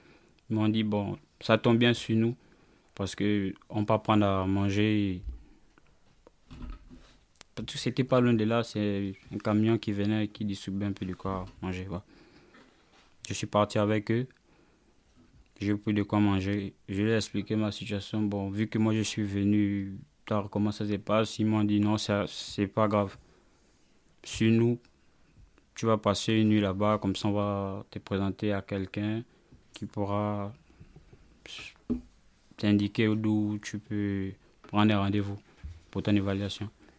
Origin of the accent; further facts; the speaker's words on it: Gabon; now in France; je viens d'abord plus précisément du Gabon. Ouais. En arrivant en France, je suis rentré en France le 9 octobre.